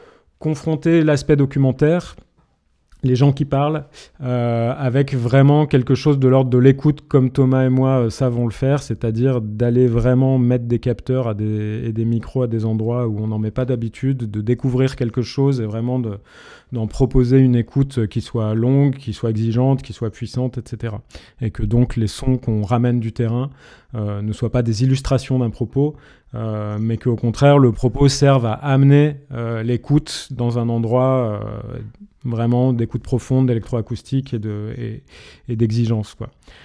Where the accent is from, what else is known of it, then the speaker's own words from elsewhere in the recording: Grenoble, Auvergne-Rhône-Alpes, France; une manière de revenir habiter là où j'ai grandi, c'est-à-dire vers Grenoble et les montagnes qui sont autour.